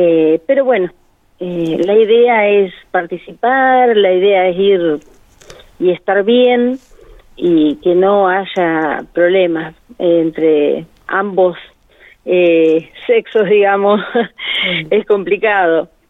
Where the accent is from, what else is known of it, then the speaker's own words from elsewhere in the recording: Uriburu, La Pampa, Argentina; de parte de Uriburu, que es mi pueblo, y de acá de Anguil también.